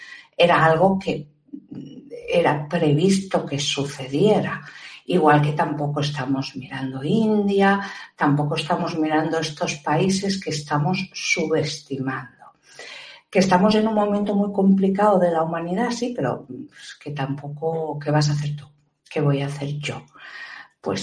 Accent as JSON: {"language": "Spanish", "country": "Spain", "said": "sobre todo aquí en España, en mi país, vergonzoso."}